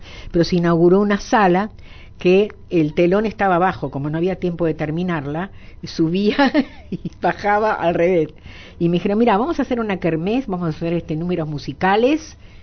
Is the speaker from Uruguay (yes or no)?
yes; Uruguay; also born or lived in Hamburg; soy uruguaya. Nacionalidad uruguaya, pero nací en Hamburgo. Pero después los alemanes, cuando tuve que hacer los papeles, no me quisieron porque tengo que ser de padre y mi papá es polaco, así que uruguaya.